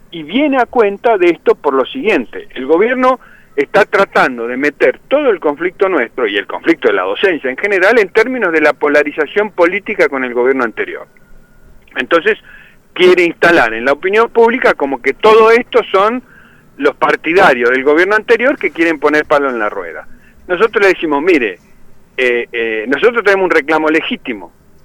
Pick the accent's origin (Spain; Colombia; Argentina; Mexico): Argentina; Neuquén; yo soy de Neuquén, así que imagínense